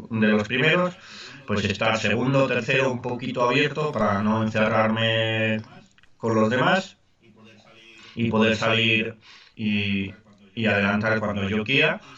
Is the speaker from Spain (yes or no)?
yes; Catalonia, Spain; Nací en España, Cataluña. Cataluña forma parte de España y es donde he estado siempre y sí, estoy orgulloso.